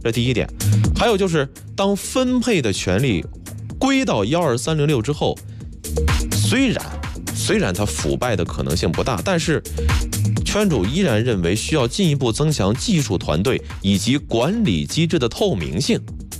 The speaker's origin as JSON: {"language": "Chinese", "town": "Baoding", "region": "Hebei", "country": "China", "tie": "born or raised there", "said": "因为圈住我老家在保定那边，每年基本上就是这个公交车啊，公共汽车啊，或者开车就回老家了。"}